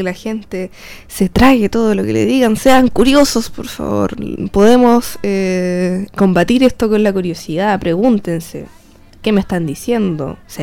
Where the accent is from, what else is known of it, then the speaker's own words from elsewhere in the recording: Parral, Maule, Chile; yo soy de Parral.